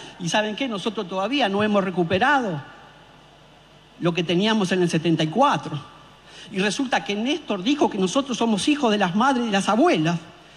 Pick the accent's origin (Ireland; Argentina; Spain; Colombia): Argentina; Tenemos que ser capaces, como pueblo argentino